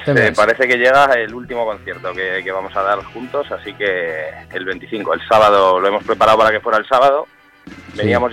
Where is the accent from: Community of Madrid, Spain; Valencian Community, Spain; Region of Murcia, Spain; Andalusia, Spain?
Community of Madrid, Spain; Madrid; somos de Madrid de toda la vida, nos conocemos de toda la vida